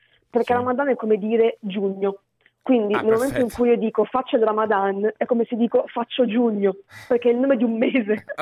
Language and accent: Italian; Milan, Lombardy, Italy; now in Reggio Emilia, Italy; Sono milanese d'origine, ma mi sono trasferita a Reggio Emilia.